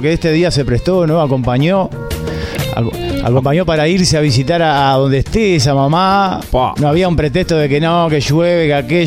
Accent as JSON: {"language": "Spanish", "country": "Uruguay", "said": "Pues siempre apreciamos como uruguayos, siempre vienen las cosas afuera, ¿viste?"}